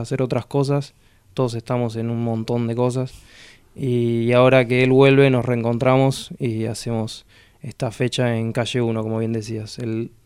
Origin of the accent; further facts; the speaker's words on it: Azul, Buenos Aires Province, Argentina; soy de Azul, de La Llanura, me crié escuchando rock, y escuchando jazz, y bueno, y un poco de rock, un poco de folclore, un poco de jazz